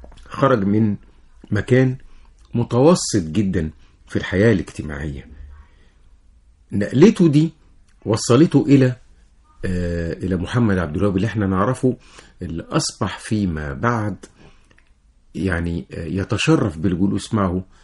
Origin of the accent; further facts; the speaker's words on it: Giza, Giza Governorate, Egypt; اللي موجود في على النيل عندنا في الجيزة